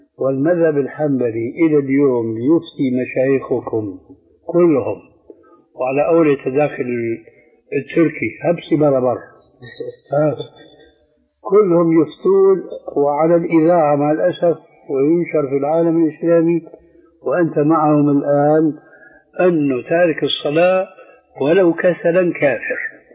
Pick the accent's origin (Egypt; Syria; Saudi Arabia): Syria; كما يقولون أيضا عندنا في سوريا بصوت أحمدي يعني واسع في حرية كاملة